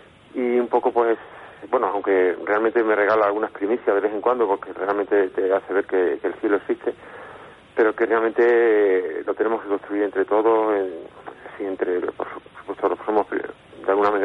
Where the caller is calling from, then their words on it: Alicante, Valencian Community, Spain; de Alicante.